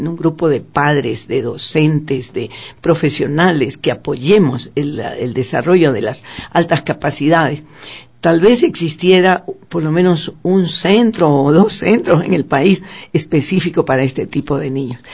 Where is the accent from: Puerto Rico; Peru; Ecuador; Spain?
Ecuador; Para nosotros como ecuatorianos, sí, decimos Mensa